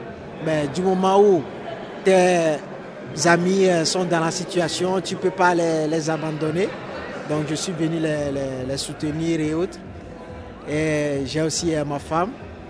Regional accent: Togo; Je viens du Togo, moi. Du Togo. Je suis togolais.

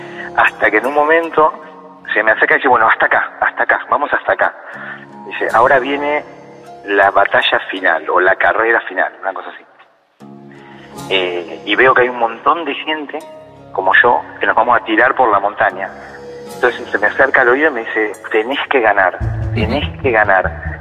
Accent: Mar del Plata, Buenos Aires Province, Argentina; De Mar del Plata.

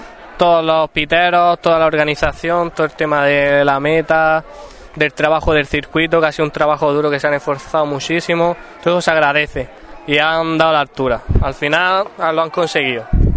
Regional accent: Spain; Pero soy el segundo español de la Copa de España.

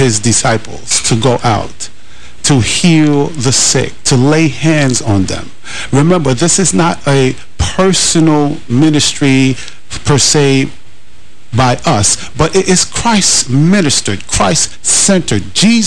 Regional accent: New York City, New York, United States; I was a young knucklehead on the streets of New York City. I grew up in Harlem, up in Washington Heights, upper west side of Manhattan.

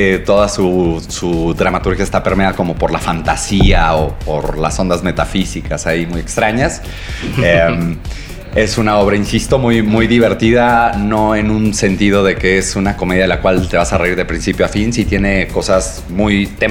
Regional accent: Baja California, Mexico; also born or lived in Xalapa; Y yo soy de Baja California y vivo aquí desde hace 2 años y antes viví en Jalapa.

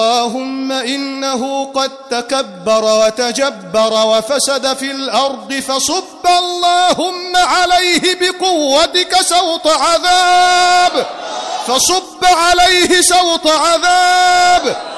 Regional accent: Egypt; اجعل لنا في بلدنا مصر فرجا قريبا، اجعل لنا في مصر فتحا قريبا.

